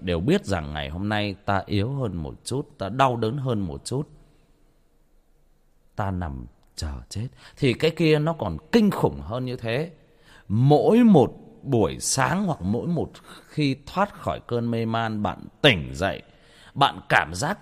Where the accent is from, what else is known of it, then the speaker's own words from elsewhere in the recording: Trà Vinh, Vietnam; Quê tôi Trà Vinh